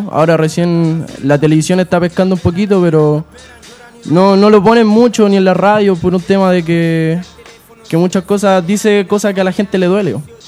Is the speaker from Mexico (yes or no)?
no; Puente Alto, Santiago Metropolitan Region, Chile; Yo soy de aquí, de la Villa Puente Alto.